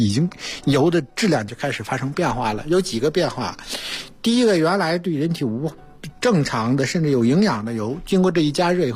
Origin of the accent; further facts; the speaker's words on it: China; 我们中国人煎炒烹炸咕嘟炖哈